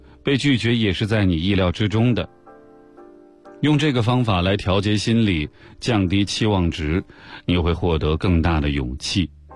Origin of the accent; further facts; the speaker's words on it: China; 我从中国来纽约，会待到4月20号。